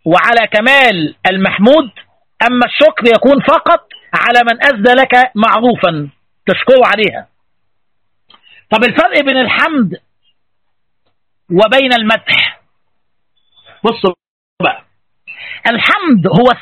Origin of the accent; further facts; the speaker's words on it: Egypt; زي بيقولوا عندنا في مصر